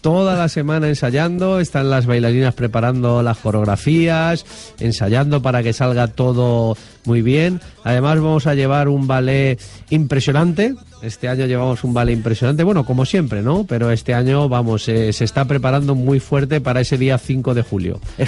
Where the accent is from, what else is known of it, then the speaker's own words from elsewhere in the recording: Chirivella, Valencian Community, Spain; En Chirivella he hecho 9, que es mi pueblo.